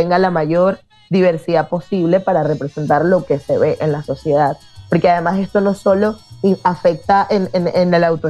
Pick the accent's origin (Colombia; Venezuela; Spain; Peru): Venezuela; y las tres somos venezolanas